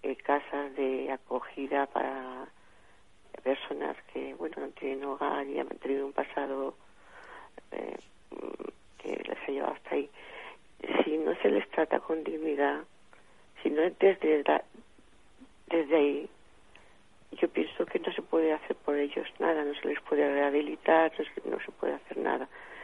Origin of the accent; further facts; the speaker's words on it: Alicante, Valencian Community, Spain; de Alicante.